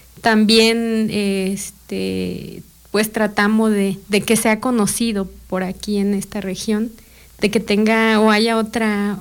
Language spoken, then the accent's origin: Spanish; Río Grande, Oaxaca, Mexico; Río Grande, pues, es mi pueblo de origen. Es un pueblo afromestizo o afrodescendiente.